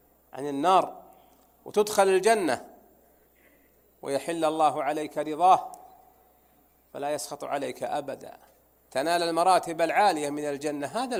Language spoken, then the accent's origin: Arabic; Najd, Saudi Arabia; عندنا في نجد في المرزم، فإذا ظهر المرزم فملى المحزم، ولا لا يا أخواني؟